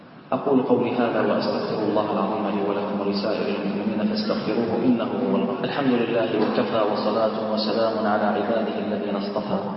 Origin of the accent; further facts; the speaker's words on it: Bahrain; اللهم احفظ بلدنا البحرين